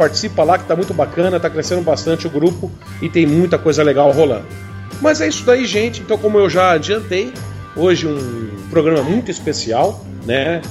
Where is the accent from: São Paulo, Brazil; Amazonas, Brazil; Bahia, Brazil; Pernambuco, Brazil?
São Paulo, Brazil; Bauru; now in Araçatuba, Brazil; Eu sou de Bauru, tô morando em Araçatuba